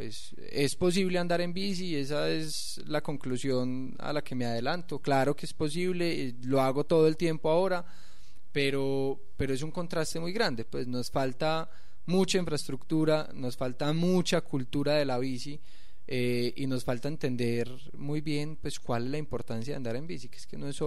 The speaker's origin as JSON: {"language": "Spanish", "town": "Medellín", "region": "Antioquia", "country": "Colombia", "moved": "yes", "said": "Yo salí de acá, como les dije, en el 2008, y la verdad es que salí de Medellín siendo un usuario de carro particular"}